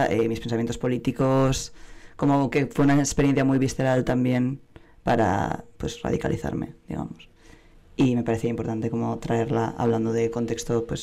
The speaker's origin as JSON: {"language": "Spanish", "town": "San Sebastián", "region": "Basque Country", "country": "Spain", "said": "soy donostiarra"}